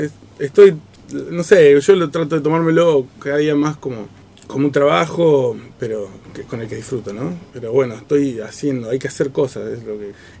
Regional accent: Comodoro Rivadavia, Chubut, Argentina; moved away as an adult; now in La Plata, Argentina; Yo de Comodoro Rivadavia, provincia del Chubut

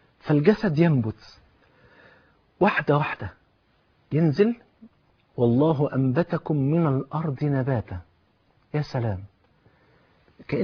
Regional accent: Egypt

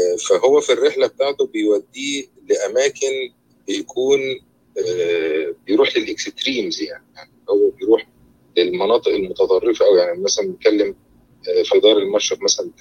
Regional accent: Egypt; moved away; انا ليا تجربه يعني ان انا مقيم برا مصر، يعني ففعلا انا كنت جاي من مصر من 20 سنه

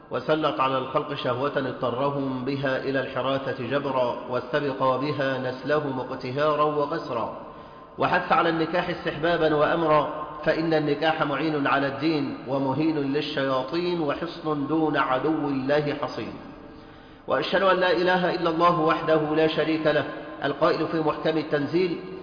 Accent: Egypt; ولذلك عندنا في مصر وحدها صارت أعداد المطلقات في البيوت بالملايين

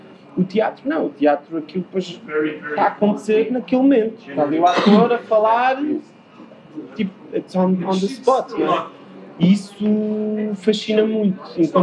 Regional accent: Portugal; also born or lived in United States; Depois eu tive muitos problemas com linguagem, porque nasci nos Estados Unidos.

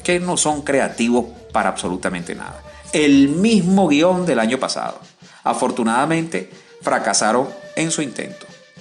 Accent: Bolivia; continuamos nosotros acá con el acontecer noticioso en mi amada Bolivia.

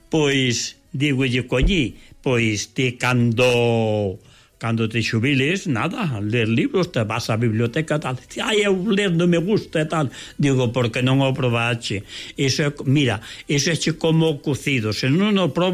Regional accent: Galicia, Spain; eu son galego

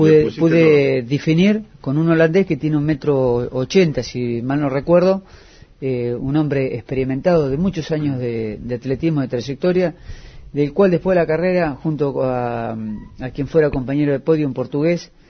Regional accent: Argentina; a uno como argentino se enorgullece.

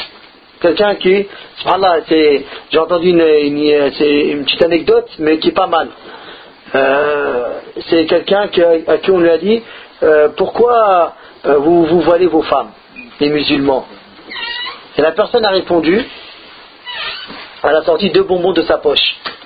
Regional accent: France; Nous, le problème, c'est comme on a grandi en France, on se plaint beaucoup.

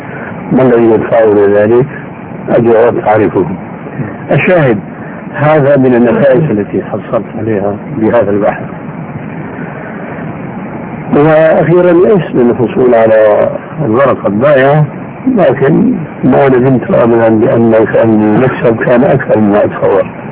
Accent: Syria; كما يقولون عندنا بالشام كل من يغني على ليله

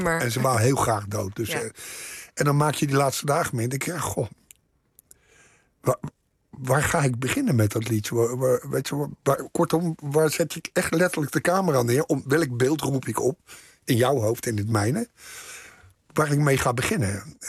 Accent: The Hague, South Holland, Netherlands; Ik ben geboren in de Schilderswijk. Maar op mijn tweede ben ik verhuisd naar Moerwijk.

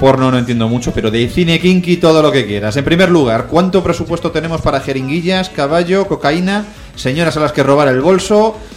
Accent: Madrid, Community of Madrid, Spain; me crié en Carabanchel antes de cuando llegué a Madrid.

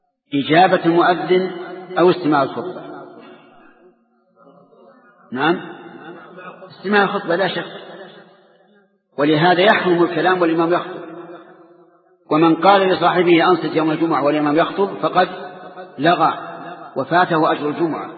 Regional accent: Saudi Arabia; نجد أن بلادنا السعودية مغزوة من كل جانب

